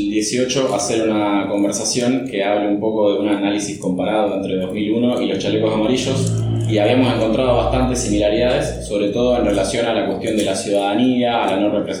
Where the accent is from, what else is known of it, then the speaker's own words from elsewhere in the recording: Argentina; moved away as an adult; porque vengo de Argentina y me formé militante, como militante en esa época.